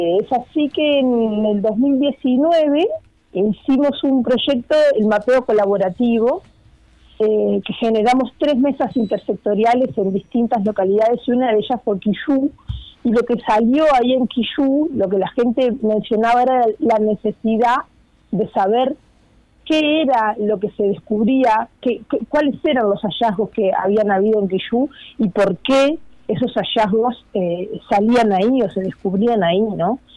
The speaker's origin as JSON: {"language": "Spanish", "town": "Puntas de Valdés", "region": "San José", "country": "Uruguay", "said": "Yo soy de Puntas de Valdés."}